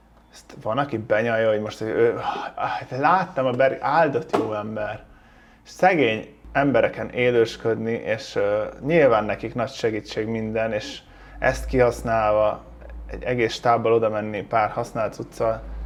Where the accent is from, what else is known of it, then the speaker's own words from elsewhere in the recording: Hungary; Mondjuk vidéken köszönök, mert kisfaluban lakunk 1000 ember, és hát nem lakok ott, de hogy onnan származom, de Budapesten.